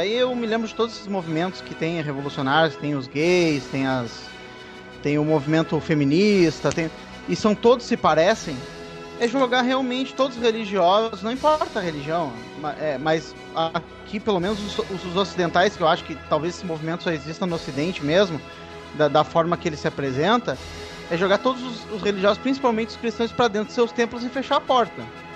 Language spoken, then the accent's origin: Portuguese; Brazil; Você, eu sou ateu, sou brasileiro e sou ateu e tal.